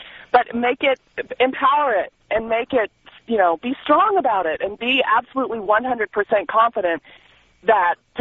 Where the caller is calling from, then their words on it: Phoenix, Arizona, United States; Hey, I'm calling from Phoenix, and I really appreciate you releasing this woman's name.